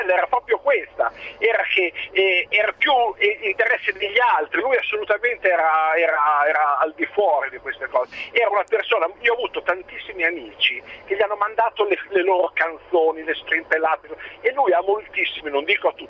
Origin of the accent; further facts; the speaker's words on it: Bologna, Emilia-Romagna, Italy; now in Milan, Italy; io vivo a Milano, però sono cresciuto, nato e cresciuto a Bologna.